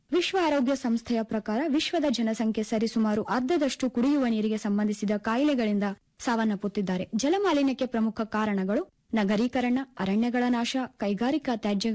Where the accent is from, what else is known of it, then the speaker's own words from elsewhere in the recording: Kalaburagi, Karnataka, India; ನಾನು ಮೂಲತಃ ಕಲಬುರಗಿ ಜಿಲ್ಲೆಯವಳು.